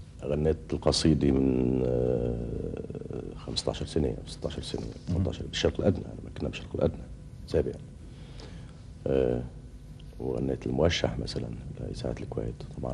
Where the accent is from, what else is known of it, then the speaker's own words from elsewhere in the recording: Lebanon; يعني مثلا ما يقدرش طبعا يؤدي اللون مثلي انا كفولكلور لبناني